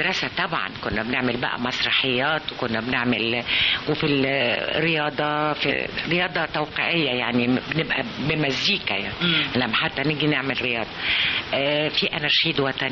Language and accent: Arabic; Abu al-Akhdar, Sharqia Governorate, Egypt; افتكر رمضان بفتكره في العزبة في البلد، احنا من الشرقية من ابو الاخضر شرقية.